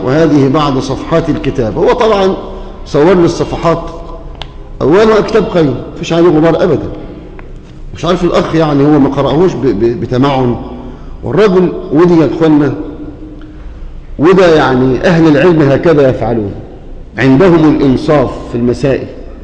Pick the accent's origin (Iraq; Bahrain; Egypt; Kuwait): Egypt; واجعل بلدنا مصر أمانا مطمئنة